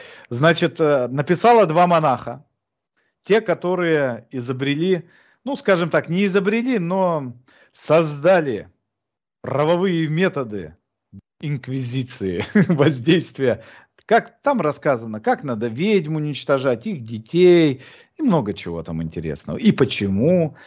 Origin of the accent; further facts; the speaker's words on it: Krasnoyarsk Krai, Russia; Я же из Красноярского края.